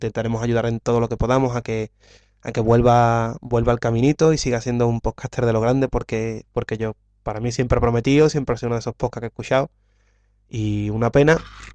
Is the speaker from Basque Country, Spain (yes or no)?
no; Valencian Community, Spain; yo soy valenciano